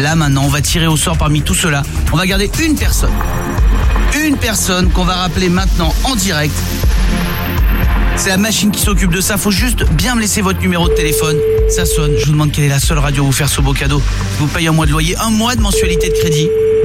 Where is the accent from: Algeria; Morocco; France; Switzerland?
France; the Alps; Moi il y a beaucoup chez moi, je viens des Alpes, beaucoup de charpentiers, ouais.